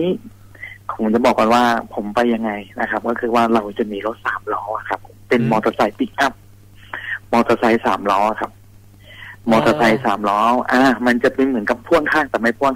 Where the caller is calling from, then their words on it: Nonthaburi, Thailand; ตอนนี้อยู่ที่จังหวัดนนท์ครับ